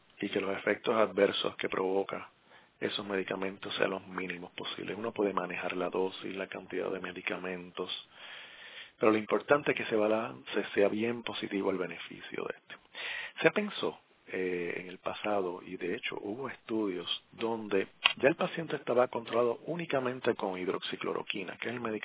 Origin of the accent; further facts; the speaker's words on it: Puerto Rico; ese paisaje tan hermoso de mi tierra borinqueña.